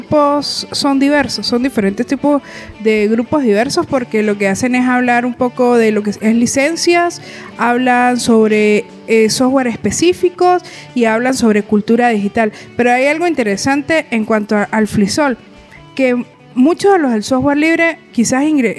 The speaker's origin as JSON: {"language": "Spanish", "country": "Venezuela", "moved": "yes", "lives_now": "Colombia", "said": "yo soy venezolana y ahora estoy radicada en Colombia."}